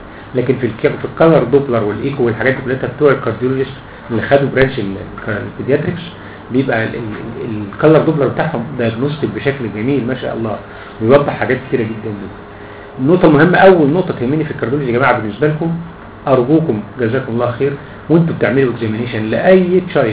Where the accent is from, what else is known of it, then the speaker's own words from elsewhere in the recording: Egypt; ده السيستمز اللي ماشي عندنا في مصر في كل العالم في كل الجمهوريه